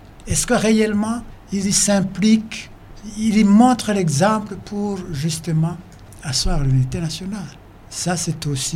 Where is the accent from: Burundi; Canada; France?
Burundi; Je suis burundais comme tous les autres.